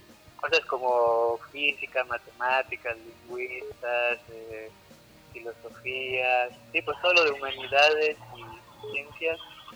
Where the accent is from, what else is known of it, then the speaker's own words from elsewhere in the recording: Torreón, Coahuila, Mexico; Yo soy de Torreón.